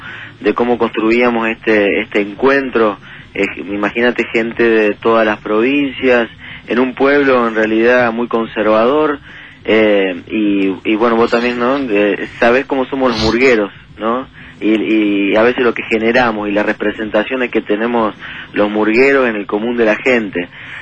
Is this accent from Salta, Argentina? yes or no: no; Suardi, Santa Fe, Argentina; Sí, soy de Suardi.